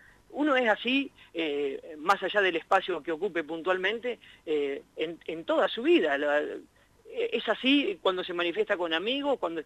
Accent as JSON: {"language": "Spanish", "town": "Arata", "region": "La Pampa", "country": "Argentina", "tie": "born or raised there", "said": "con un proyecto radiofónico que teníamos ahí en Arata, en mi pueblo, hace ya año 93, más o menos, te estoy hablando."}